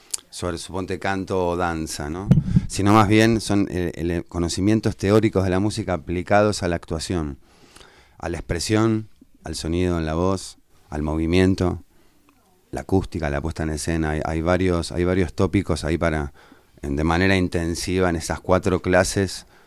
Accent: San Fernando, Buenos Aires Province, Argentina; Vengo de la provincia de Buenos Aires.

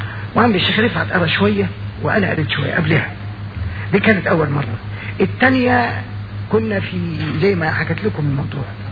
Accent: Egypt; لان المتبع عندنا في مصر

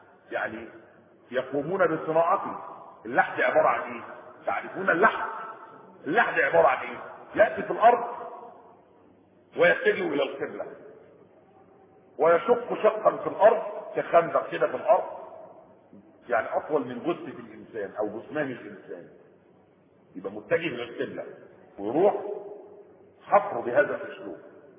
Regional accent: Egypt; هو ده النظام الايه بتاع الطرق اللي ماشي عندنا في مصر

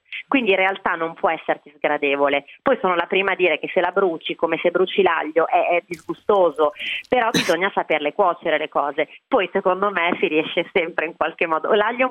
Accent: Campania, Italy; Io sono una campana, quindi con un amore folle per il sud e per la cucina mediterranea

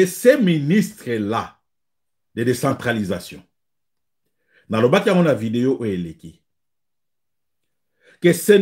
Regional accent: DR Congo; Moi, je suis Congolais

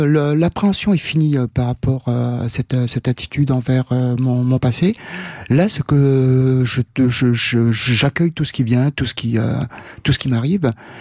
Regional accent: Réunion, France; moved away; la question de mon enfance à La Réunion était il y avait une certaine souffrance

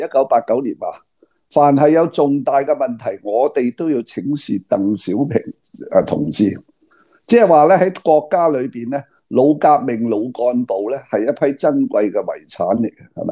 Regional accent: Hong Kong; 因为我哋香港人井水不犯河水

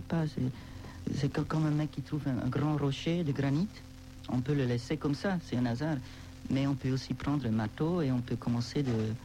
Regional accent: Switzerland; Je suis suisse, quoi.

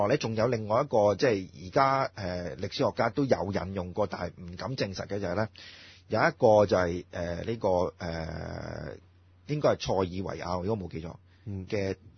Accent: China; 嗱，作為中國人咧

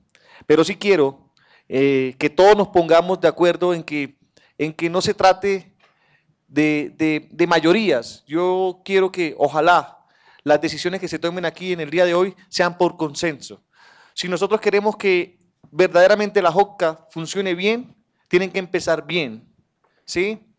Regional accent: Colombia; de Colombia. Sí, sí. Primero que todo, darle las gracias y por estar hoy entre ayer y hoy en mi país. Sean ustedes bienvenidos. Para nosotros en Colombia

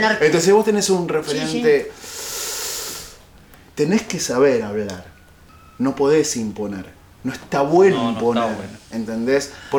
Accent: Buenos Aires, Argentina; Porque yo soy como porteño bastante mal hablado.

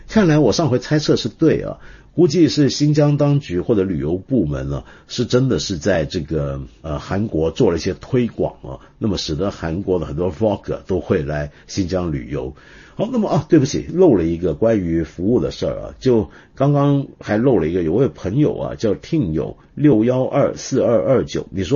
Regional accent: Hong Kong; 你知道我们香港人以前是怎么讲这句话吗？

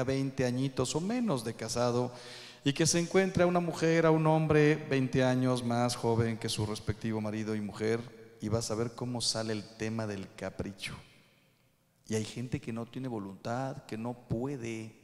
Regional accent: Mexico; No quiero hablar mal de mi país, soy mexicano

